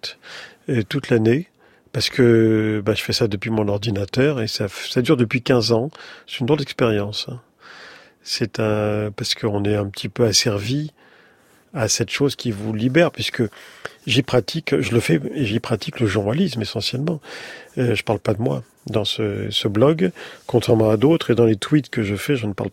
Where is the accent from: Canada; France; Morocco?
Morocco; born there; Et séfarade, dans la mesure où je suis né au Maroc, de parents nés en Algérie, et la famille étant originaire d'une part du Sahara, début du Sahara, et avant, du côté paternel, avant de Séville